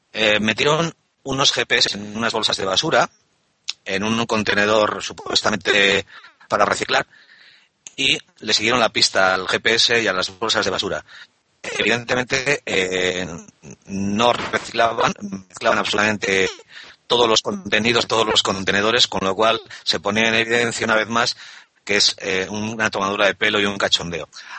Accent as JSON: {"language": "Spanish", "town": "Bilbao", "region": "Basque Country", "country": "Spain", "tie": "born or raised there", "said": "Yo recuerdo de crío en Bilbao, en las calles de Bilbao, las bolsas de basura se apilaban en las aceras sin ningún tipo de protección, a pelo."}